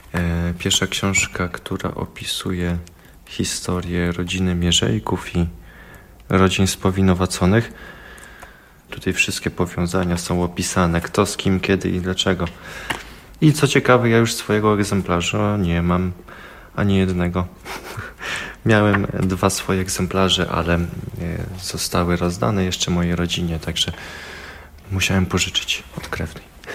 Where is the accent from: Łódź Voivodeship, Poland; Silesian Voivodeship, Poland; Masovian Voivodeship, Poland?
Masovian Voivodeship, Poland; Pochodzę z … To jest miejscowość Zieś w gminie Mieszaniec. Zieś mała, bo ilu tam nas? 700 osób. No to może i duża.